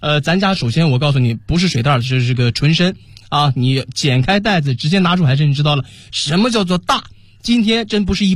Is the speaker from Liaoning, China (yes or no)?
yes; Dalian, Liaoning, China; 今天是我的家乡辽宁大连的辽刺参给你带到，